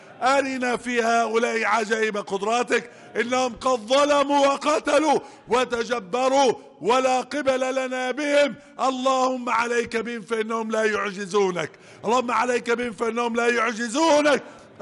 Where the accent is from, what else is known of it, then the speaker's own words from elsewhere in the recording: Egypt; احفظ بلدنا مصر وسائر بلاد المسلمين،